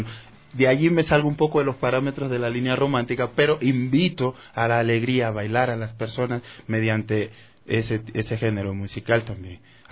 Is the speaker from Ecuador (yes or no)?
yes; San Lorenzo, Esmeraldas, Ecuador; soy oriundo de Esmeralda, más exactamente del cantón San Lorenzo, al norte de la provincia, frontera con Colombia. Soy una persona de origen humilde